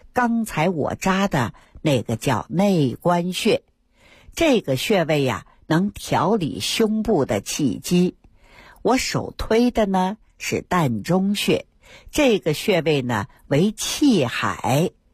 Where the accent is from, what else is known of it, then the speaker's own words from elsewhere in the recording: Fengtai, Beijing, China; 生下我之后呢，爷爷他退居二线了，带着我回到了丰台农村老家。 大伙儿看啊，现在整个丰台区呀、啊，我老家那片都挺繁华。